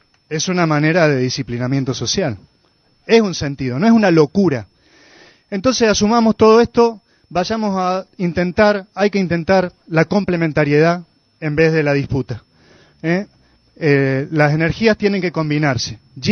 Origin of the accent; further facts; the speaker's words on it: Villa Giardino, Córdoba, Argentina; de Villa Yardino